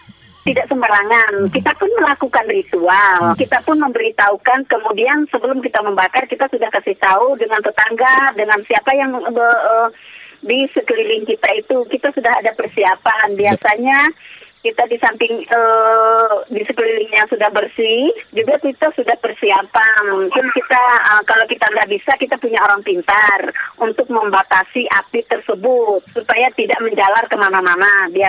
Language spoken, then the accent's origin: Indonesian; Central Kalimantan, Indonesia; dari Provinsi Kalimantan Tengah, Kabupaten Barito Timur. Saya juga sebagai petani, peladang, peladang ilir balik. Kami orang Dayak